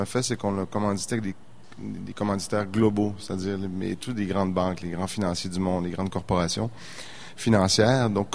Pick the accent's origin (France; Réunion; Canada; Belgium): Canada; Saint-Félicien, Quebec; Moi, je suis originaire de Saint-Félicien. J'ai grandi, donc, à Saint-Félicien, l'autodrome de Saint-Félicien. Donc, j'ai grandi dans cet univers-là.